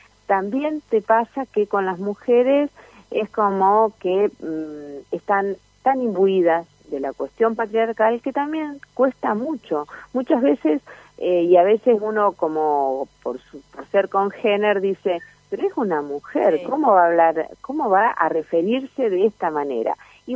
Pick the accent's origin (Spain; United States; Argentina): Argentina; La Pampa; yo vengo de La Pampa